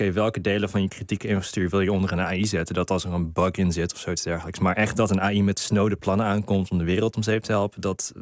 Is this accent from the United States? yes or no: yes; United States; Dutch is a second language; now in Netherlands; Ja, ik ben Amerikaans.